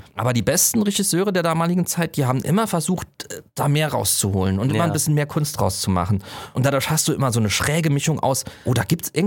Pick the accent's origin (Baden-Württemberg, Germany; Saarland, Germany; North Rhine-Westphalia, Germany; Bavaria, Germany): Saarland, Germany; ich komme aus dem Saarland.